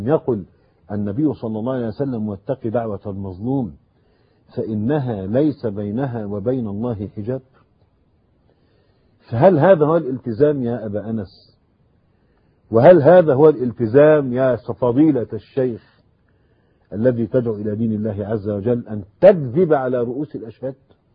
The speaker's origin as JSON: {"language": "Arabic", "country": "Egypt", "said": "إحنا ضيوف عنده في مصر"}